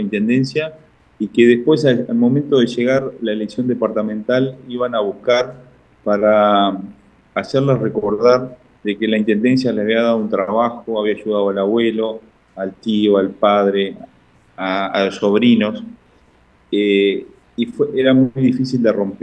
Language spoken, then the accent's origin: Spanish; Minas, Lavalleja, Uruguay; de ver sobre todo mi ciudad natal, la ciudad de Minas